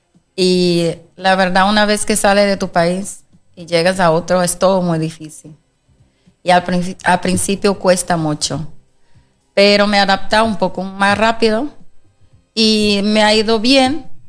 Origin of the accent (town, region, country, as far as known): Bahia, Brazil; Spanish is a second language; moved away as an adult; now in Spain